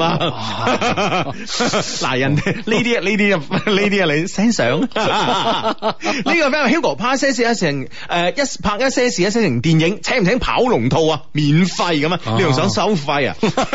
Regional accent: Guangdong, China; 我哋广东人都应该有一出我哋广东电影啦，系咪先？

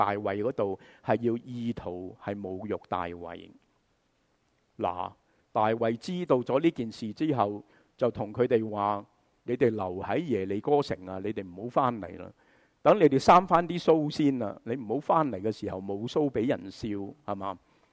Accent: Guangdong, China; 就好像我们广东人讲乜嘢啊？

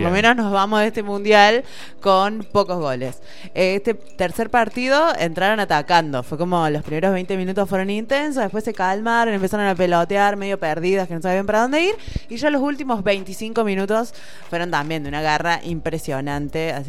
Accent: Argentina; soy argentina

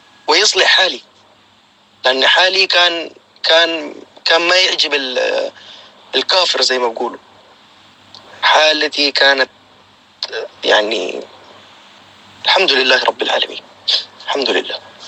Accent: Sudan; moved away as an adult; now in United Arab Emirates; طلعت من السودان لغاية سافرت عن طريق الدولة اسمها أريتريا، ومن أريتريا إلى دبي

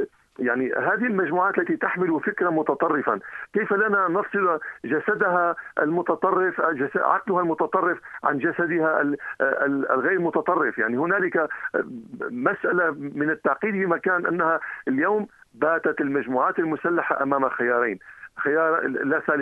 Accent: Syria; فهذا يعني أننا سوف نجلس على طاولة الحوار وعلى طاولة التفاوض كسوريين

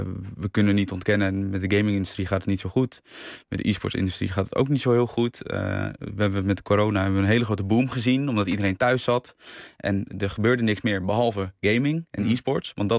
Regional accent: Netherlands; Want zeker in Nederlander, en dan spreek ik even als Nederlander

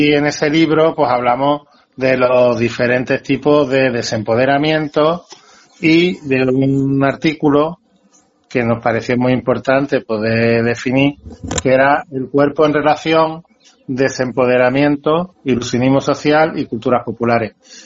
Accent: Seville, Andalusia, Spain; born there; Nací en Sevilla, en una casa de vecinos, en la cama de mi madre, porque mi madre no tenía dinero para llevarme al hospital

